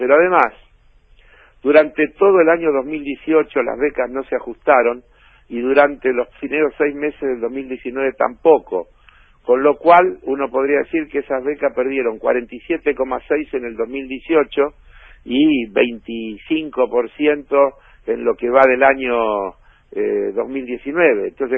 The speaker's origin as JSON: {"language": "Spanish", "country": "Argentina", "said": "preocupado como cualquier argentino que quiere a su país"}